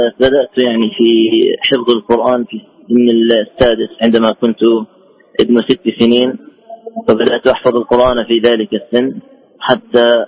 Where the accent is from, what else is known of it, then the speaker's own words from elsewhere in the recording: Jordan; كنت قدمت على بعض المسابقات في الأردن في بلدنا الأردن